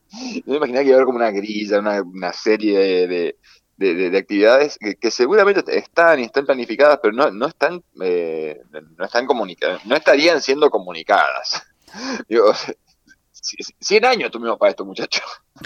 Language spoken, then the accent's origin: Spanish; Mendoza, Argentina; a mí lo personal me dolió un poquito, digo en lo personal, como mendocino